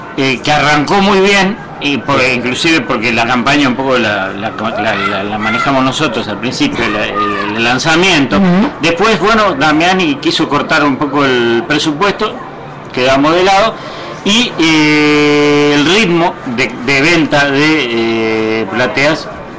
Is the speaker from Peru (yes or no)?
no; Uruguay; Podemos criticarlo nosotros, porque somos uruguayos.